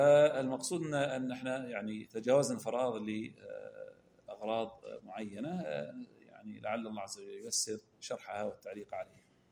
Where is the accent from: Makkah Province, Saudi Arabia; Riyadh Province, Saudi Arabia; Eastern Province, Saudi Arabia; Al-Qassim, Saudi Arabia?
Eastern Province, Saudi Arabia; Al-Ahsa; عندنا في الأحساء